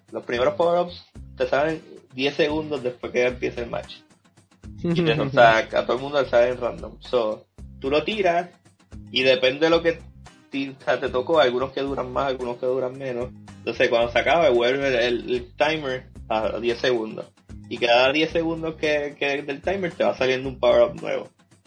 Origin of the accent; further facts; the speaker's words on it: Carolina, Puerto Rico; La soy de Carolina y embrace mi raíz.